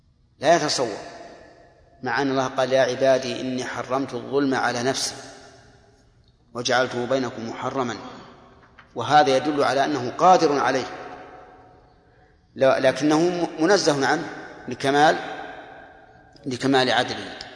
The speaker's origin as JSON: {"language": "Arabic", "country": "Saudi Arabia", "said": "لأن الحاج حتى لو جاء مثلا وجد عندنا في السعودية يعني جماعة في التوعية ما يكفي"}